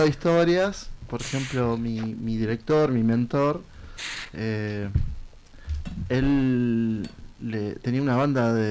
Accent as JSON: {"language": "Spanish", "region": "Buenos Aires", "country": "Argentina", "said": "Somos del barrio de La Boca, un barrio de carnaval."}